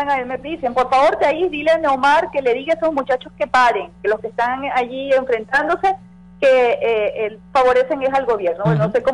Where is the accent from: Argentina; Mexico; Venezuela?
Venezuela; los grandes ganadores somos los venezolanos que queremos vivir en paz.